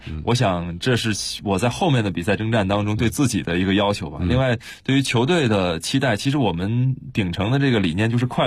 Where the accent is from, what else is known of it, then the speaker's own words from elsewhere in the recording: Harbin, Heilongjiang, China; 就在我的家乡哈尔滨，在哈尔滨。